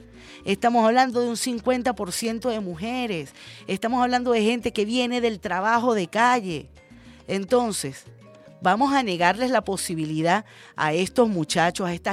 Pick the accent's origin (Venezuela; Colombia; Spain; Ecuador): Venezuela; con lo delicados que somos los venezolanos y las venezolanas con la higiene